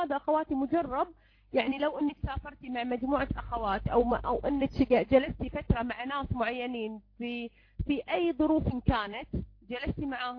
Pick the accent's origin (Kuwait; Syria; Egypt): Kuwait; إحنا عندنا بالكويت نقول يعني نكويها في هذا